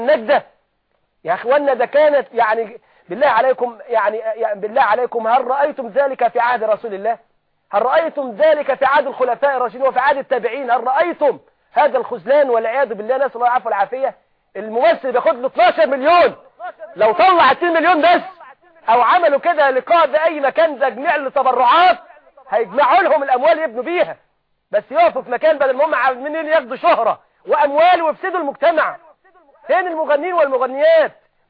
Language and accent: Arabic; Egypt; احنا كمصريين، احنا شوف شقى عمره بيروح دم عينيه كده، يعني احنا المصريين فين النخوه